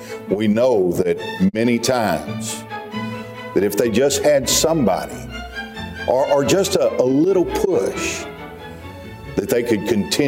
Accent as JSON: {"language": "English", "town": "Pasadena", "region": "Texas", "country": "United States", "tie": "born or raised there", "said": "Down the Houston area, and that's where I grew up in Pasadena, Texas. It's on the southeast side of Houston."}